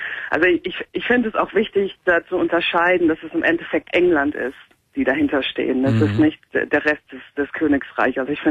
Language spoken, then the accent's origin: German; Germany; now in United Kingdom; ich komme aus Deutschland